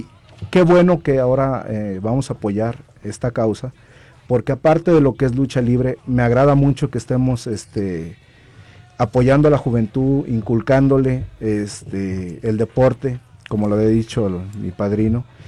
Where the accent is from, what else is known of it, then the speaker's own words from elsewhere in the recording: Guadalajara, Jalisco, Mexico; pues de nuevo aquí en mi tierra, Guadalajara